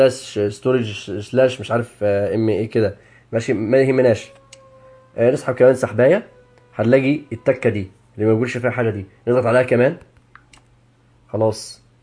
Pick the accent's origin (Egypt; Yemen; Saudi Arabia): Egypt; الاذان المعروف يعني عندنا في مصر.